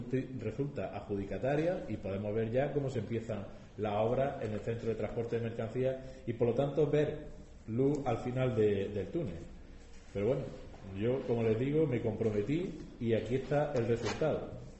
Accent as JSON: {"language": "Spanish", "town": "Bailén", "region": "Andalusia", "country": "Spain", "said": "con Bailén, con mi ciudad, a que una de las primeras iniciativas que planteara en mi reciente elección como diputado andaluz"}